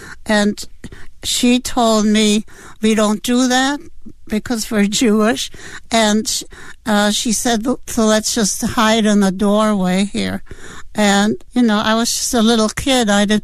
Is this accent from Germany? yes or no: yes; Berlin, Germany; I grew up in Berlin, Germany